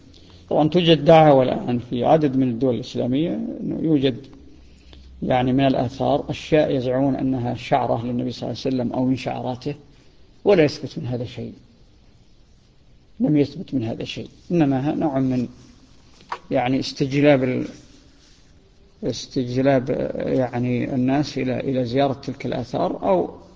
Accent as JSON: {"language": "Arabic", "country": "Saudi Arabia", "said": "ظاهرة هي عندنا في السعودية"}